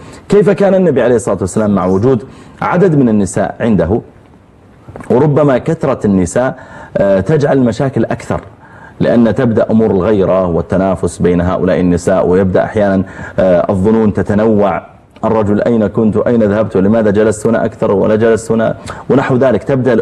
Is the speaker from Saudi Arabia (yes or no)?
yes; Riyadh, Riyadh Province, Saudi Arabia; جامع عندنا في الرياض